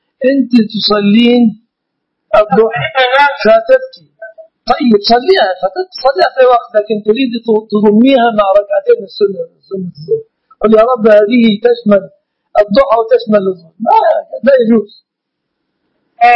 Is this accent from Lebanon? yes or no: no; Egypt; وفي كتاب صدر عندنا في مصر لخصيرنا اسمه الشيخ إسلام أبو عشرة